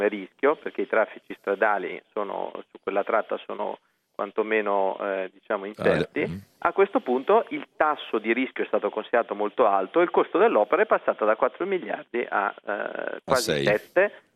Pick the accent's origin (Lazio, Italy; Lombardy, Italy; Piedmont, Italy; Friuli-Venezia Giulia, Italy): Lombardy, Italy; Brescia; visto che io sono bresciano